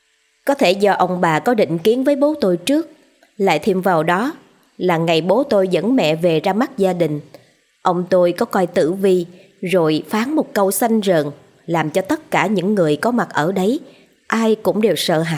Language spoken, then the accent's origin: Vietnamese; Hai Hung, Vietnam; Tôi sinh ra và lớn lên ở miền Bắc, thuộc tỉnh Hải Hưng cũ.